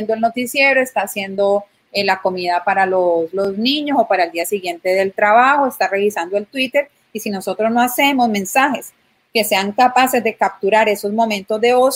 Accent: Colombia; a mí, como colombiana, como mujer, como también parte del víctima de esa guerra

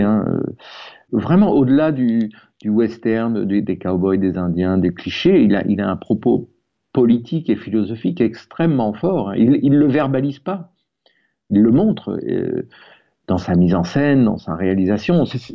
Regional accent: France; Je suis moi-même, j'ai une double nationalité, même si j'ai grandi en France.

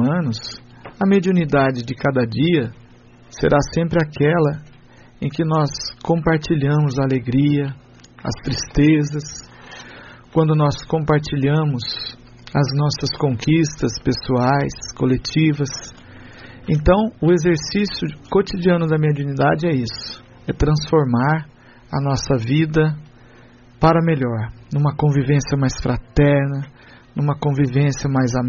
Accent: Tremembé, São Paulo, Brazil; eu não sei chegar direito, sou de Tremembé

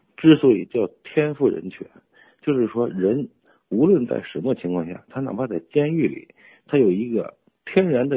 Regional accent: China; 而我们中国人认为皇帝是老大啊，天地君亲师，我必须得遵从。

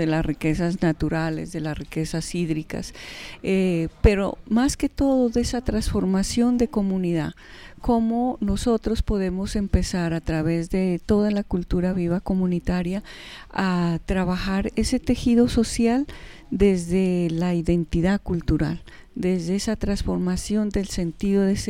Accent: Pasto, Nariño, Colombia; yo vengo desde la ciudad de Pasto.

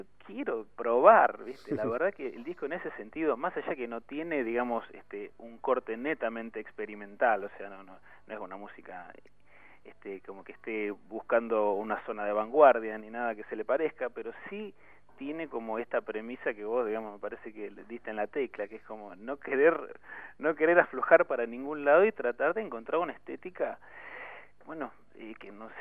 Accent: San Martín, Buenos Aires Province, Argentina; yo no soy del Oeste. Yo viví toda mi infancia en el partido de San Martín.

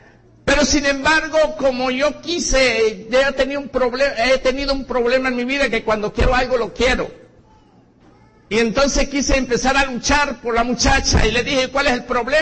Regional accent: Boconó, Trujillo, Venezuela; now in Caracas, Venezuela; yo soy de Boconó, Estado Trujillo, llegué a Caracas en el año 76, no, perdón, en el año 76 fue que tuve el accidente. Llegué a Caracas en el año 70, pero aproximadamente, en el año 70. Y bueno, venía de una religión bastante diferente

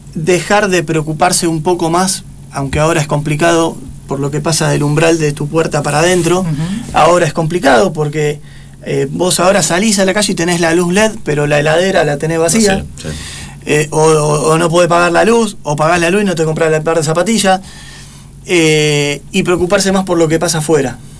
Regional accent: La Paternal, Buenos Aires, Argentina; born there; nací en Paternal

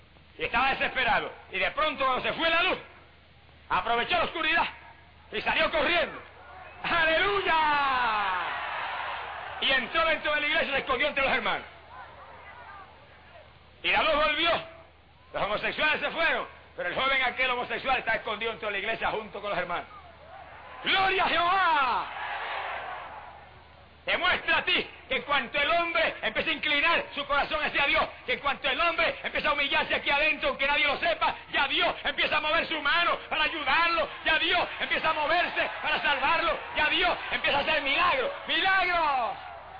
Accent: Puerto Rico; Y en mi país, en Puerto Rico, es una vergüenza decirlo

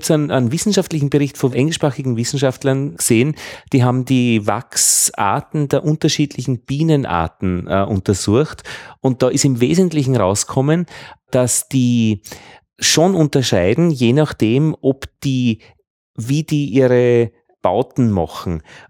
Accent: Vienna, Austria; Ja, hallo … aus Wien.

